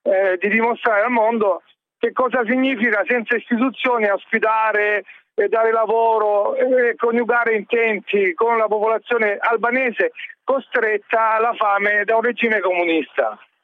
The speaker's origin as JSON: {"language": "Italian", "town": "Lecce", "region": "Apulia", "country": "Italy", "lives_now": "Udine, Italy", "said": "io qui vivendo, io sono un residente a Udine, sì, e vengo da Lecce."}